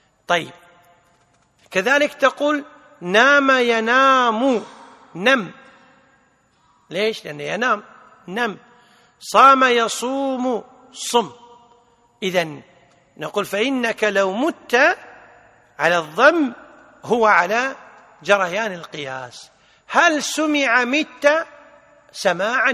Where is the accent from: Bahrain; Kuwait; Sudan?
Kuwait; عندنا بالكويت يسمونها حجاب.